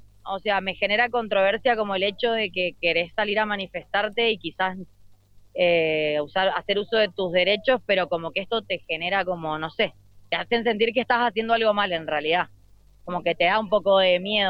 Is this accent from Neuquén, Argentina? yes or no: no; Mendoza, Argentina; Yo soy de Mendoza, sí.